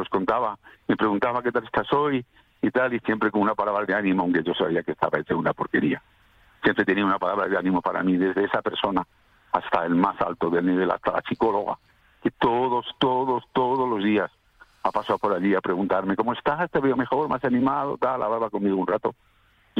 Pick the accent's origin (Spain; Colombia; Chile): Spain; Salamanca, Castile and León; Yo soy una persona calurosa, soy un tipo de Salamanca.